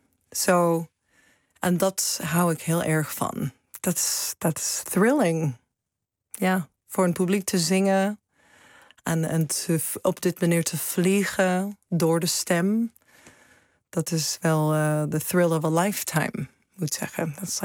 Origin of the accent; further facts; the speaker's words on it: Seattle, Washington, United States; Dutch is a second language; moved away as an adult; also born or lived in New York; now in Netherlands; ik hoor ook bij de VS. En ik kom uit Seattle. Het is prachtig natuur. Zo grote bergen rond ons heen. De grote bossen.